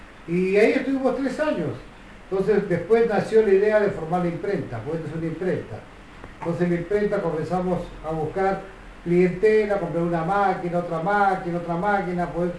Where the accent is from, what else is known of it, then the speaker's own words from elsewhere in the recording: Peru; nosotros los peruanos somos muy devotos del Señor de los Milagros